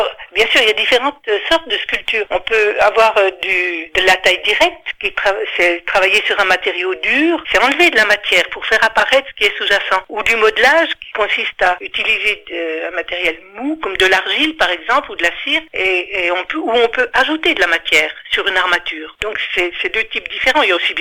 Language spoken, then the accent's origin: French; Ronchamp, Bourgogne-Franche-Comté, France; born there; j'habite à Chalon-Villard, je suis née à Ronchamp